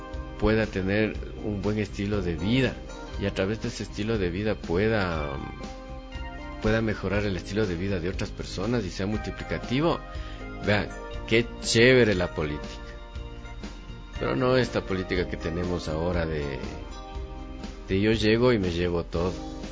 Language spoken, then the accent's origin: Spanish; Ecuador; como ciudadano ecuatoriano